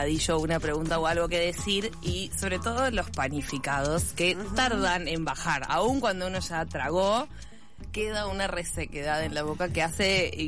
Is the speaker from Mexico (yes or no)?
no; Buenos Aires, Argentina; nacida y criada en Porteñolandia, ese cerebro cuesta tallarlo de grande